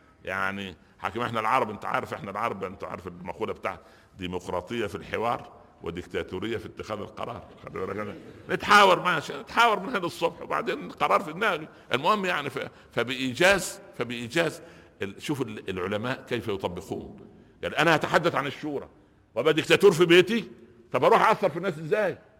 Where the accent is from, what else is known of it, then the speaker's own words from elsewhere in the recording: Upper Egypt, Egypt; زار شيخا جليلا عندنا في الصعيد مصر